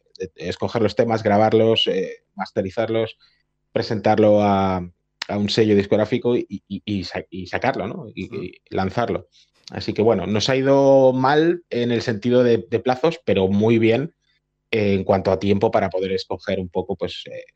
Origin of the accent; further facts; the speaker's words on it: Barcelona, Catalonia, Spain; unos estudios muy conocidos para los que somos de Barcelona